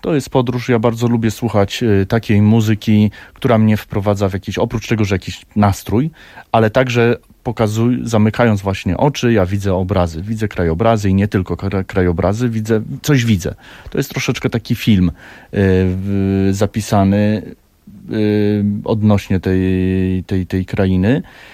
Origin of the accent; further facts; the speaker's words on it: Szczecinek, West Pomeranian Voivodeship, Poland; Ja pochodzę ze Szczecinka, czyli urodziłem się w Szczecinku i wychowywałem w tamtych terenach.